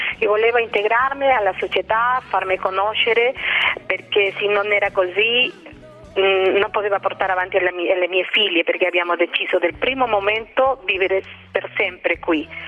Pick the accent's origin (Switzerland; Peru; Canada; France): Peru; Italian is a second language; now in Italy; 40-50 persone in più conoscono un pochettino del mio paese, di Perù